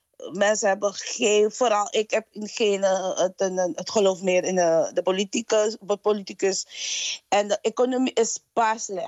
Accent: Suriname; Mijn gerecht, ik vertegenwoordig Suriname. En mijn verhaal vertelt over... Ja, van waar ik kom en het multiculturele land van waar ik kom.

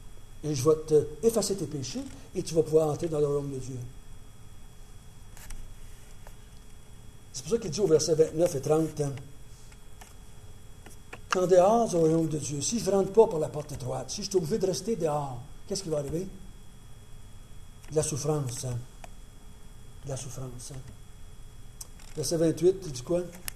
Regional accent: Quebec, Canada; bon, ben moi, là, je suis pas Juif, je suis Québécois

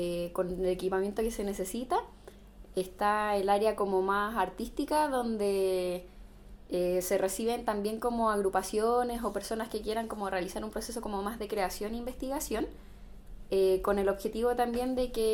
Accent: Santiago, Santiago Metropolitan, Chile; yo soy de Santiago, vine de paso por aquí por Coyhaique

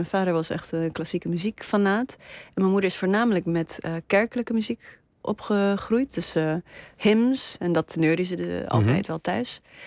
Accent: Namibia; En iedereen sprak Nederlands en ik sprak Afrikaans. En ik moest de hele tijd uitleggen waar ik vandaan kwam. En ik vol trots vertelde ik dat ik uit Namibië kwam.

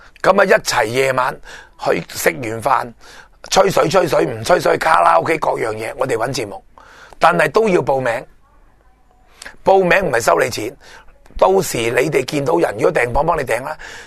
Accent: Hong Kong; 因为我哋香港人都好难长期翻佛山帮衬

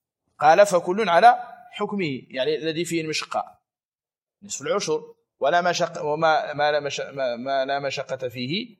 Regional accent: Morocco; يعني أكثر العنب عندنا في المغرب الآن غالبه يباع فاكهة.

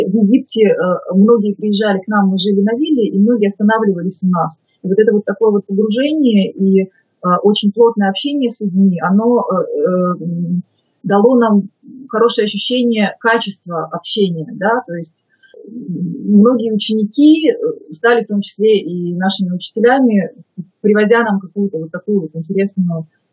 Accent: Yekaterinburg, Sverdlovsk Oblast, Russia; moved away as an adult; also born or lived in Moscow; Я сама родом с Урала, в Екатеринбурге родилась, училась, закончила здесь школу, университет. И в 98 году я уехала в Москву

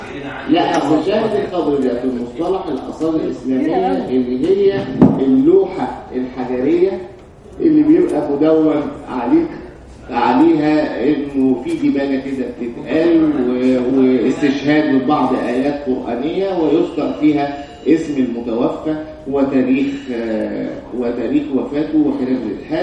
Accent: Egypt; لكن بالنسبه لنا كمصريين

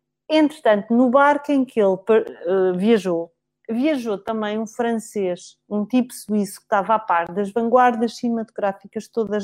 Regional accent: Alentejo, Portugal; eu sou alentejana

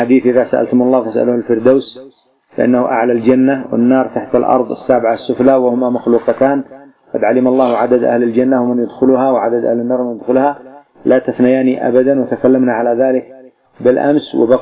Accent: Yemen; والمقبرة تسمى عندنا في اليمن إيش مجنة

